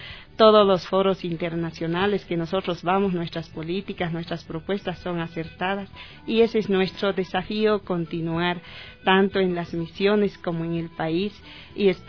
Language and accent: Spanish; Bolivia; en mi país también hay 36 lenguas, mi país es diverso. Y en el país, en el Estado Plurinacional de Bolivia